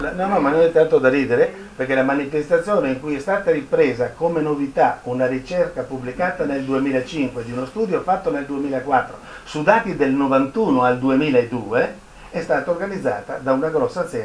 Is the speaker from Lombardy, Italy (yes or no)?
no; Trieste, Friuli-Venezia Giulia, Italy; Uno degli autori di questo io, Triestino Doc